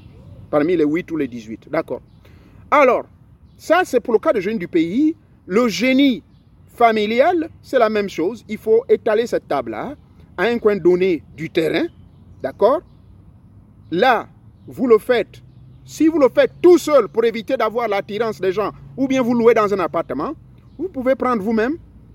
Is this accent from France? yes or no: no; Gabon; Chez moi au Gabon